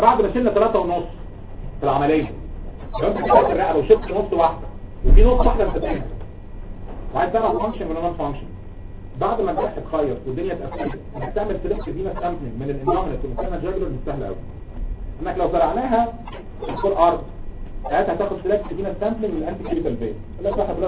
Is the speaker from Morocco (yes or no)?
no; Egypt; عندنا في مصر